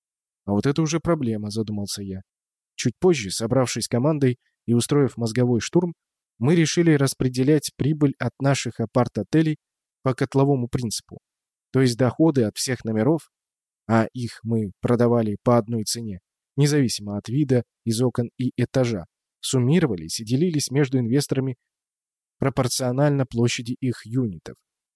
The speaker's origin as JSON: {"language": "Russian", "region": "Saint Petersburg", "country": "Russia", "tie": "born or raised there", "said": "Я, питерский гордец, был уверен, что нет места красивее моего родного города."}